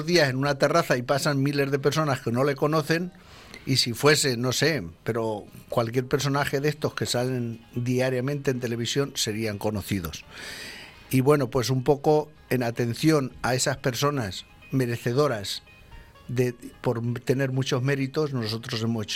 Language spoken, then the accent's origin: Spanish; Valencian Community, Spain; yo deseo y espero alguna vez que nos sintamos los valencianos, españoles en general, con nuestros productos y nuestra calidad también